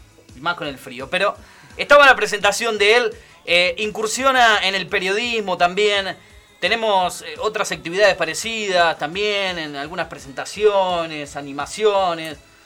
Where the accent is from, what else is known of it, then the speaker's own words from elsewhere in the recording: Buenos Aires Province, Argentina; Yo no soy porteño, yo soy bonaerense.